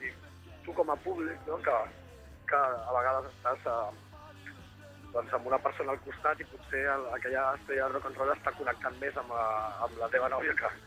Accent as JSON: {"language": "Catalan", "region": "Catalonia", "country": "Spain", "said": "per l'altre sí que som molt catalans."}